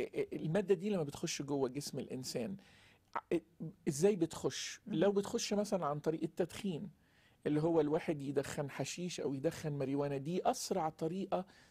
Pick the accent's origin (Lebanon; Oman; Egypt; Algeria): Egypt; الحشيش يمكن منتشر عندنا في مصر أكتر،